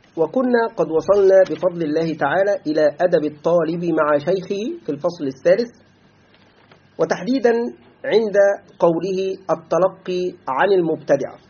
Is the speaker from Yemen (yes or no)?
no; Egypt; في بلدنا مصر كثير من طلاب العلم يقعون في هذا